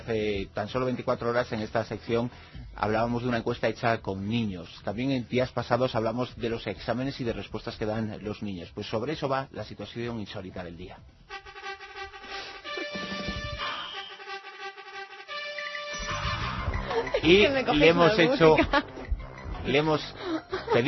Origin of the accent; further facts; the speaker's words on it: Galicia, Spain; Uno es de los que soy gallego, ¿qué le voy a hacer?